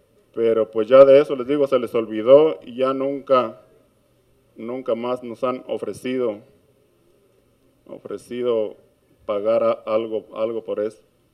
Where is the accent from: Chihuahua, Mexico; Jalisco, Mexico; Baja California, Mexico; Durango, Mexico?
Jalisco, Mexico; Tapesco; también vengo de la comunidad de Tapesco, municipio de Tequila, Jalisco